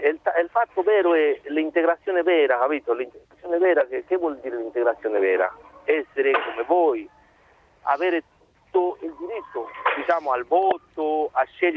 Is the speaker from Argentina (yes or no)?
no; Peru; Io sono dal Perù.